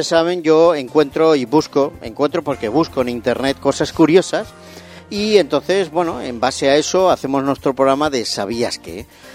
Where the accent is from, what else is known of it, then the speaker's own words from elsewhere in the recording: Barcelona, Catalonia, Spain; Ah, los he visto cuando era pequeño en Barcelona.